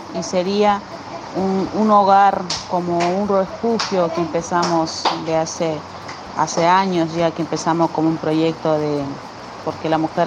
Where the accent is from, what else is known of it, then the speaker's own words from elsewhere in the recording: Bolivia; Yo soy extranjera, soy boliviana y me gusta este país